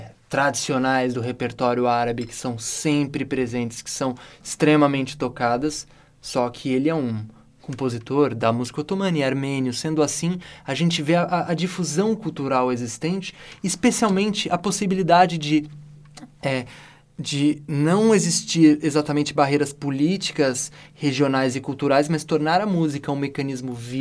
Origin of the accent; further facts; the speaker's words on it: Brazil; talvez eu como brasileiro pude olhar, olhando isso de fora